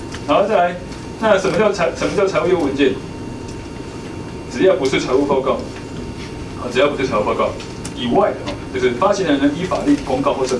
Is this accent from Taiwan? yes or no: yes; Taiwan; 这个在我台湾人的心中我无法理解。